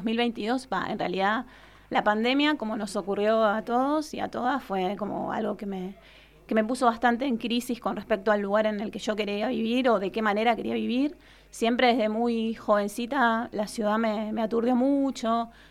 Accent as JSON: {"language": "Spanish", "region": "Buenos Aires", "country": "Argentina", "tie": "born or raised there", "said": "Yo nací en Buenos Aires, en Ciudad de Buenos Aires. En realidad nací en un barrio que se llama Villa del Parque, pero a los 2 años, para mí, mi nacimiento fue en Lugano, que es un barrio de Ciudad de Buenos Aires"}